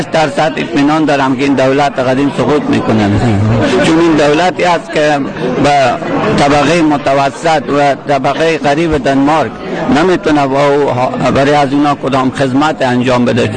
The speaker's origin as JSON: {"language": "Persian", "country": "Afghanistan", "lives_now": "Aarhus, Denmark", "said": "از افغانستانم."}